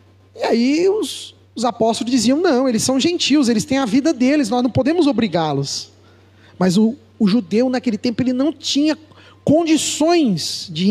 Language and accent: Portuguese; São Paulo, Brazil; a gente é paulista, mas a gente se convive bem com os mineiros, com os baianos, com os sulistas, né?